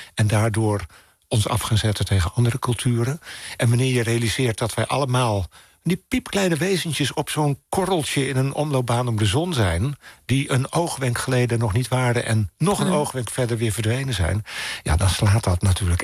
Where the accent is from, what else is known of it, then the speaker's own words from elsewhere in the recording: Maarssen, Utrecht, Netherlands; ik hoor dat het niet de kerk van Maarsen is waar ik ben opgegroeid.